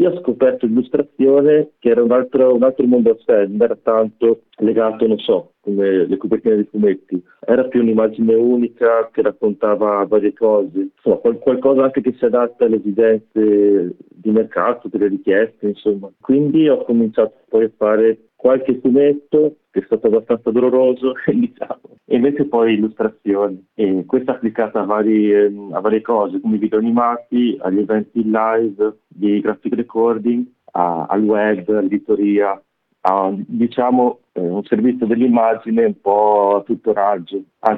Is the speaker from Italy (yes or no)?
yes; Veneto, Italy; io comunque vengo dalla provincia di Rovigo, abbastanza, non so come dire, che non offre molti stimoli per me.